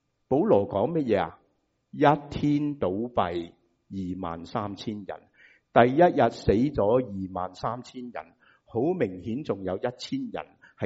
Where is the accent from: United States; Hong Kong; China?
United States; 我哋美国人就会讲咩啊 ？Double dip 系嘛？